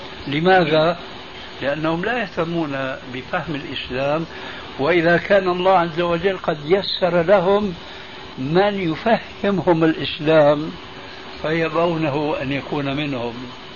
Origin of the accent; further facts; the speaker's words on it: Syria; فقد وجد شيخ عندنا في سوريا